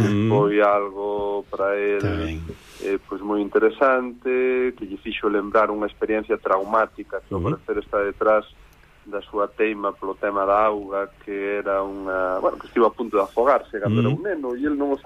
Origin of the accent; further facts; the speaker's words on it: Celanova, Galicia, Spain; Eu crieime ali en Celanova